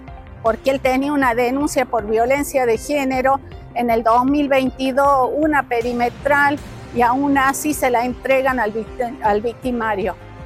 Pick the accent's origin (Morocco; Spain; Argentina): Argentina; Aimogasta, La Rioja; Sí, nos vinimos de Aymogasta a pedir justicia